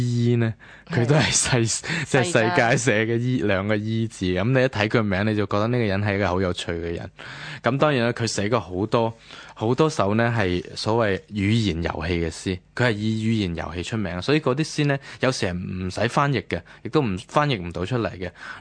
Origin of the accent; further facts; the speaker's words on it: Guangdong, China; 天光系我哋广东人嘅。